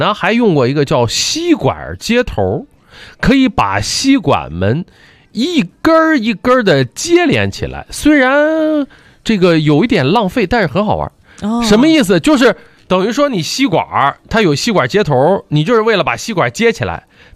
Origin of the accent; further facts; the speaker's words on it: Shandong, China; 我就好知道我是山东人，爱吃馒头